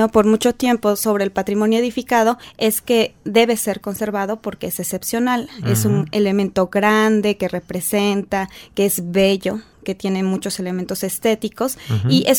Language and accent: Spanish; Puebla, Mexico; soy poblana.